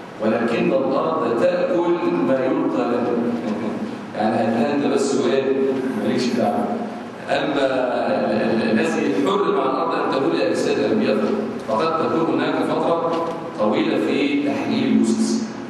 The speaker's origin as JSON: {"language": "Arabic", "country": "Egypt", "said": "أما نحن في بلادنا مصر فعندنا حجر وليس عندنا مقابر"}